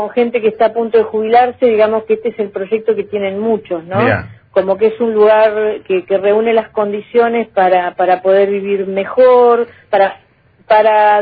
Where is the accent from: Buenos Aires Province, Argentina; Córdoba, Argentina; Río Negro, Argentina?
Río Negro, Argentina; si bien no soy de Viedma, soy del Valle